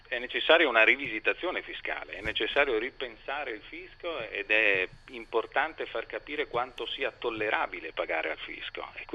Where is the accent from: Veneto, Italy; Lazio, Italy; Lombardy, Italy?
Veneto, Italy; io sono veneto, vengo dal Veneto, è un paese, una parte d'Italia che ha subito moltissimo la crisi, il cambiamento e che sta reagendo